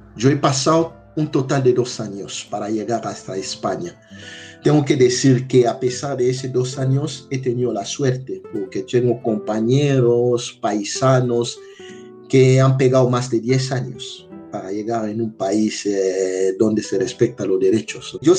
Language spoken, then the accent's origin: Spanish; DR Congo; now in Málaga, Spain; soy de la República Democrática del Congo, tengo 42 años. Actualmente estoy trabajando como técnico responsable del voluntariado de SEA en la delegación de Andalucía Oriental en Málaga.